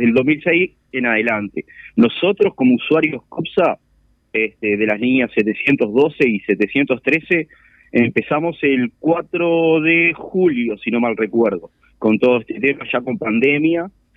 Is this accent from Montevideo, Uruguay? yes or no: no; San Luis, Canelones, Uruguay; acá a 4 kilómetros de San Luis, de donde soy yo, que acá en San Luis el tema más afectado es por el 712